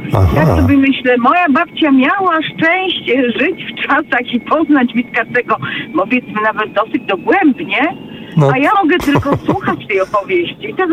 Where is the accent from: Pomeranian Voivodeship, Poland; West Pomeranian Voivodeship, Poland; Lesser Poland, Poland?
Lesser Poland, Poland; Zakopane; ponieważ jestem z Zakopanego, więc to jest bliższy